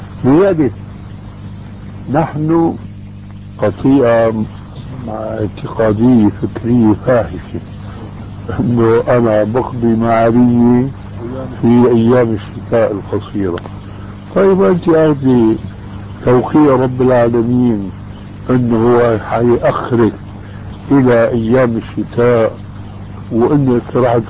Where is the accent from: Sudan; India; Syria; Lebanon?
Syria; كما يقولوا عندنا في الشام